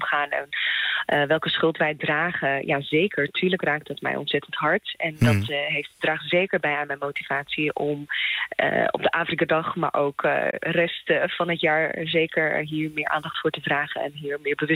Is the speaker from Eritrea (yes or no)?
yes; Eritrea; now in Netherlands; Mijn roots liggen in Eritrea. Dus ik kom oorspronkelijk uit Eritrea.